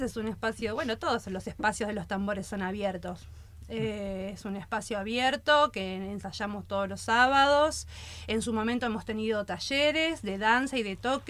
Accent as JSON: {"language": "Spanish", "region": "Buenos Aires", "country": "Argentina", "said": "Me vine de Buenos Aires, de Floresta, dejé el oeste"}